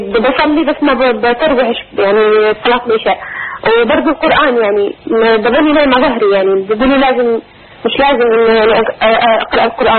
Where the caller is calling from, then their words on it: Jordan; من الأردن، بتشرف إني بسمع صوتك